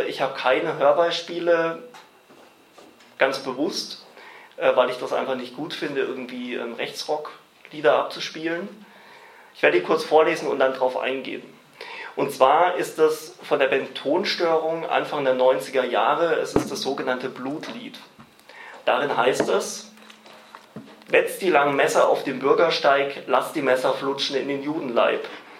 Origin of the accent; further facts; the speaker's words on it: Baden-Württemberg, Germany; ich komme eigentlich aus dem Main-Tauber-Kreis im Nordosten von Baden-Württemberg und mache dort seit rund 5 Jahren politische Arbeit